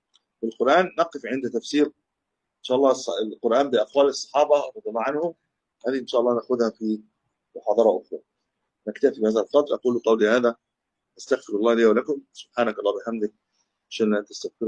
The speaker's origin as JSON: {"language": "Arabic", "country": "Egypt", "said": "وابتدى بقى ينتشر حتى عندنا في مصر"}